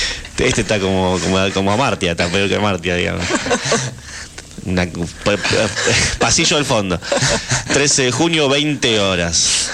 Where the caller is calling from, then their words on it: Floresta, Buenos Aires, Argentina; de Floresta.